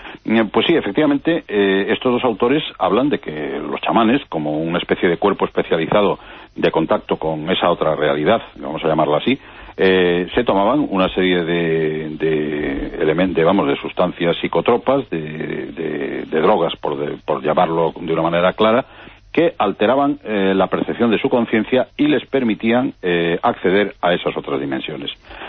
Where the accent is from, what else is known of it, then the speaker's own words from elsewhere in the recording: Galicia, Spain; Sí, sí, sí. Bueno, y por supuesto la tenemos en el pueblo, en muy cerca, en Portugal, ¿no?